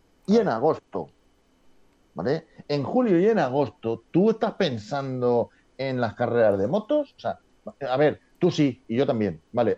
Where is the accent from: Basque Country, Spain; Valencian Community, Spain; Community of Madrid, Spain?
Valencian Community, Spain; Valencia; Valencia, pero yo de fútbol nada, cero.